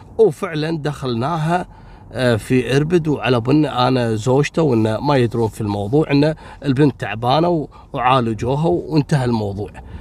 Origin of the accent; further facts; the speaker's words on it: Kuwait; يا جماعه بقول لكم شيء، عندنا في الكويت قانون